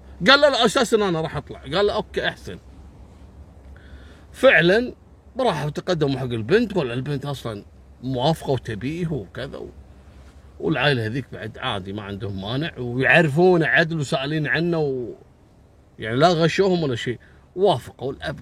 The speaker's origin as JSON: {"language": "Arabic", "country": "Kuwait", "said": "في عندنا بالكويت هني منطقتين غالبية العمالة الوافدة"}